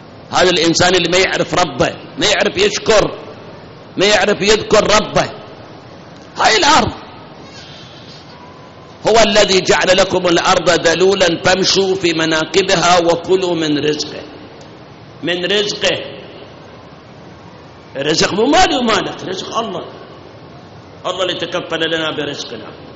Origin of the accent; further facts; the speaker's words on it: Iraq; من التمر عندنا بالعراق بس